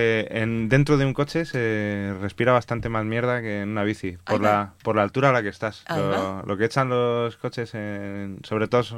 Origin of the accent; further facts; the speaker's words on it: Madrid, Community of Madrid, Spain; Yo soy de Madrid, he nacido en Madrid, he vivido toda mi vida en Madrid